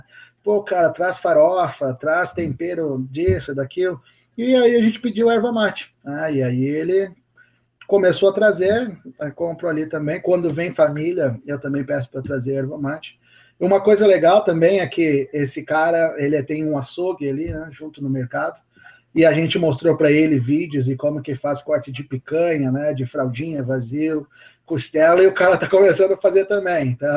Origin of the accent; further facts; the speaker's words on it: Rio Grande do Sul, Brazil; also born or lived in São Paulo; eu sou, né, eu nasci em São Paulo, mas me criei no Rio Grande do Sul